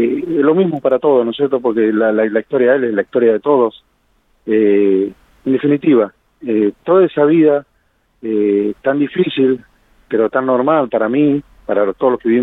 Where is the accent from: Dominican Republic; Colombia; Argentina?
Argentina; La Pampa; yo nací entre el Garrobo del Águila y La Humada, más o menos 400 kilómetros de acá de la capital federal, en un puestito con ranchitos de barro y jarilla en esa época